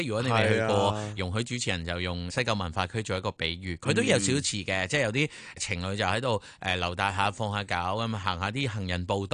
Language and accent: Cantonese; Hong Kong; 原来咧 我哋香港人咧翻到內地開户口啦